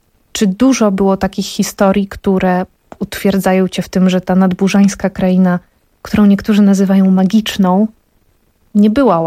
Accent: eastern Poland, Poland; bo też pochodzę ze wschodu

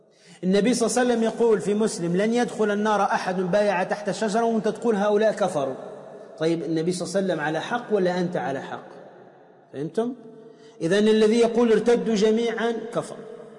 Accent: Tunisia; احنا عندنا في تونس كلما سألت عن واحد قلت

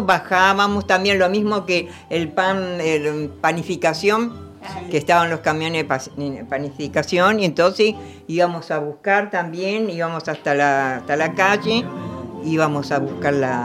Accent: Buenos Aires, Argentina; Nací en Palermo, en el Hospital Rivadavia.

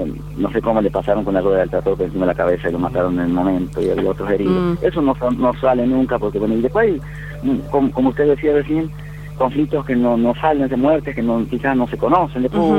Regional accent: Monte Quemado, Santiago del Estero, Argentina; Sí, yo soy de Monte Quemado.

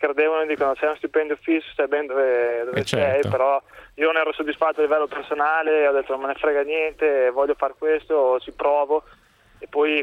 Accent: Turin, Piedmont, Italy; now in Rome, Italy; No, io vengo da Torino ma vivo a Roma da tantissimi anni.

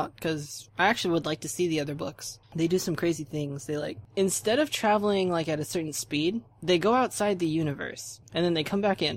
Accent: Hawaii, United States; born there; I was born in Hawaii. I still think Ventura County better.

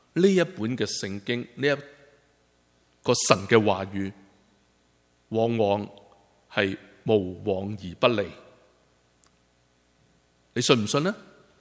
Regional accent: China; 我们中国人都很现实的，是不是？

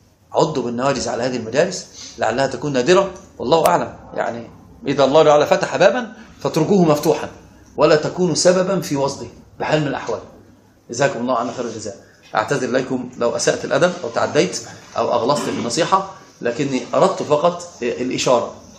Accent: Upper Egypt, Egypt; وانا صعيدي صعيدي

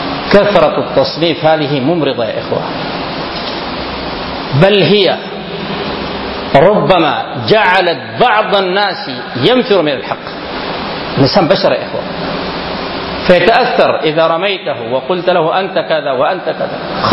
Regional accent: Sudan; فالقوم أثروا في كثير من الناس هنا في بلدنا السودان.

